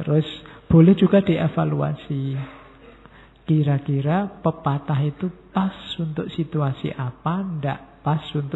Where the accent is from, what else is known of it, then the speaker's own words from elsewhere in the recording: Java, Indonesia; saya orang Jawa Pak, orang Jawa itu mengutamakan ngalah.